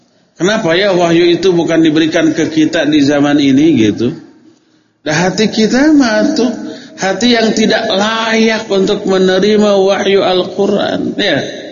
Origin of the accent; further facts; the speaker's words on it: Bandung, West Java, Indonesia; born there; Kenapa saya dilahirkan sekarang di Bandung?